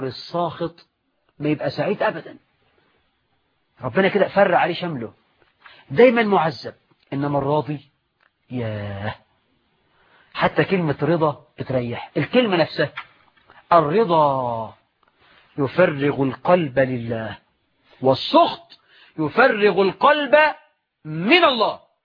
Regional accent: Egypt

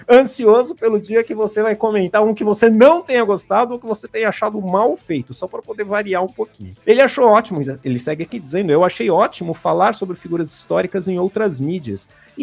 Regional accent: São Paulo, Brazil; Sou paulista.

